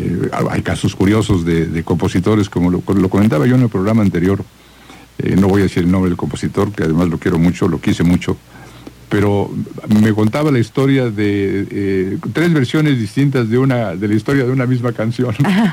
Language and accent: Spanish; Mexico; nos da un sentido de pertenencia como mexicanos